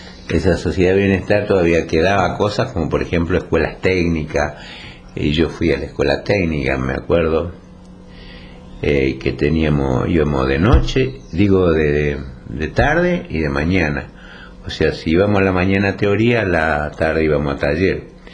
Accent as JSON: {"language": "Spanish", "region": "Chaco", "country": "Argentina", "tie": "born or raised there", "said": "vida infantil surgió allá en el Chaco. Yo nací en el Impenetrable. Mi padre era... ellos eran agricultores."}